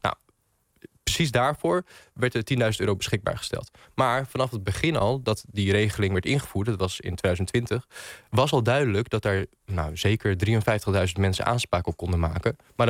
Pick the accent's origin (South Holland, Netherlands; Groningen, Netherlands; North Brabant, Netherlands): Groningen, Netherlands; now in Drachten, Netherlands; Jawel, ik woon, ik woon in Drachten, maar okay. Officieel. Maar ik kom wel uit Groningen.